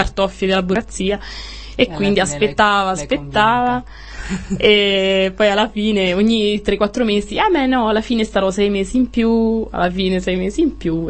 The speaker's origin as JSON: {"language": "Italian", "region": "Marche", "country": "Italy", "lives_now": "Brussels, Belgium", "said": "Io sono marchigiana, vengo dalla provincia di Ascoli Piceno."}